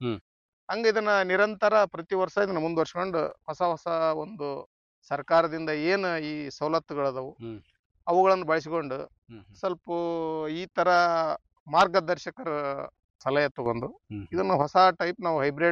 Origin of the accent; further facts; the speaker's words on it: Masabanchanal, Karnataka, India; Sir, ನಾವಿವಾಗ ಕೊಪ್ಪಳ ಜಿಲ್ಲೆ ಕುಕನೂರು ತಾಲೂಕಿನ ಮಸಾಬಂಚನಾಳ್ ಅಂತಕ್ಕಂಥ ಗ್ರಾಮದಲ್ಲಿ ಇವತ್ತು.